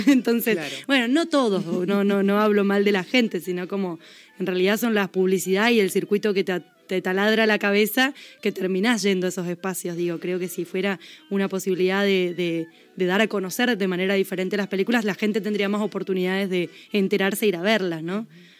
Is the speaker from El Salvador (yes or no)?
no; Plaza Huincul, Neuquén, Argentina; now in Mendoza, Argentina; 35. Me crié en Plaza Huincul, que es un pueblo de Neuquén.